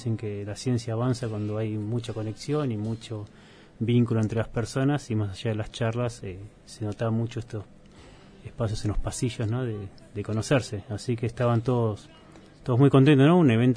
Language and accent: Spanish; Junín, Buenos Aires Province, Argentina; quienes no somos de acá, yo soy de Junín